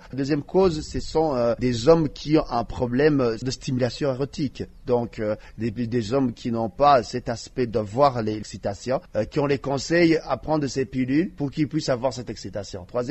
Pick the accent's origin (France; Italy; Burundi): Burundi; Chez nous, au Burundi, je dirais que la vitesse de propagation commence à être accélérée.